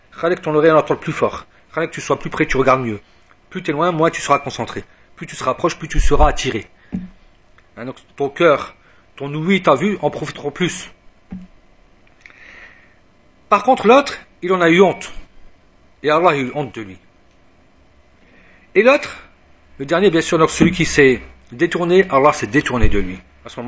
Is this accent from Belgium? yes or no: no; France; même si je suis de France.